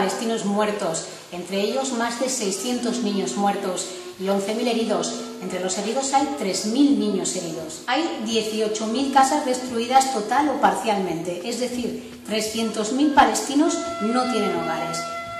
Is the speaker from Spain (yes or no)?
yes; Ejea de los Caballeros, Aragon, Spain; now in Gaza Strip; soy egeana, soy periodista y desde hace casi 2 años soy ciudadana de la Franja de Gaza.